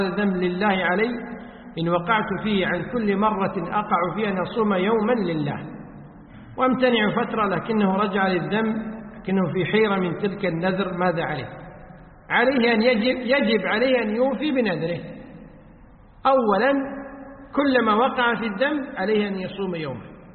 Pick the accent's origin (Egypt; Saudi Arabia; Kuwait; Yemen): Kuwait; وقد صدر فتوى بهذا الشأن من وزارة الأوقاف عندنا في الكويت